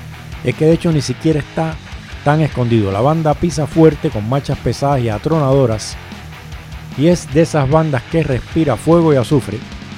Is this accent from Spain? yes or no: no; Cuba; me dice la mujer que si yo soy cubano, yo le digo que sí.